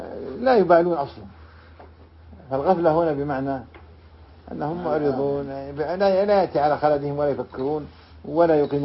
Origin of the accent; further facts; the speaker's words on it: Riyadh, Riyadh Province, Saudi Arabia; لذلك عندنا في الرياض في نجد يقولون عطبة